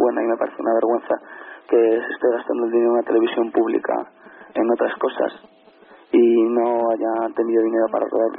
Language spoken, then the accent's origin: Spanish; Madrid, Community of Madrid, Spain; Es que yo, como soy de Madrid...